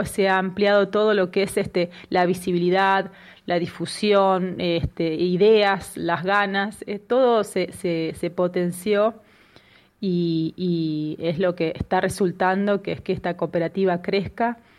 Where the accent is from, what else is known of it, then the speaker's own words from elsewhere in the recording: Los Molles, San Luis, Argentina; de Los Molles, acá muy cerca de Merlo San Luis.